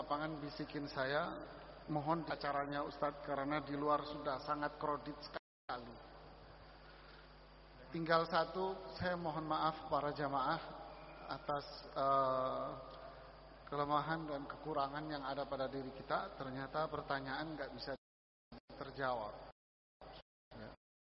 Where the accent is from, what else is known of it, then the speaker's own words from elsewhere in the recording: Sorong, Southwest Papua, Indonesia; Saya dari Sorong.